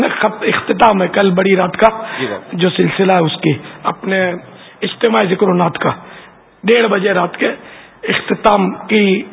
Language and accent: Urdu; Karachi, Sindh, Pakistan; born there; میری پیدائش باب المدینہ میں ہوئی.